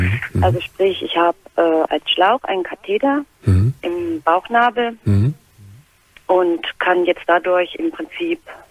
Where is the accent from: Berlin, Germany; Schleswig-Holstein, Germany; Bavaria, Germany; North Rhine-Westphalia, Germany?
Bavaria, Germany; Winzer; Ja, also ich komme aus Winter, das ist bei Deggendorf.